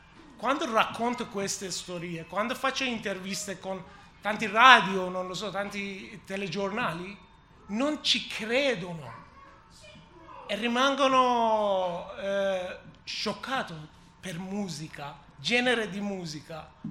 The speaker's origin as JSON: {"language": "Italian", "country": "Iran", "second_language": "Italian", "moved": "yes", "said": "Se ancora io ero nel mio paese, cosa poteva succedere per mia figlia?"}